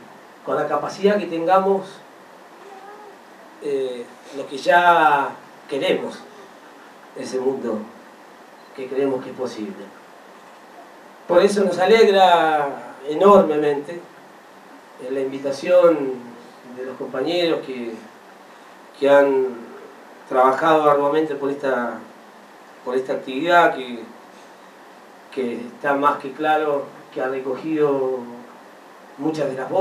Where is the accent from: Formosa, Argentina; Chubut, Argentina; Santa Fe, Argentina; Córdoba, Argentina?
Santa Fe, Argentina; Rosario; como buen rosarino a veces siento lo mismo que … ¿no? Y sobre todas las cosas por ser de Central.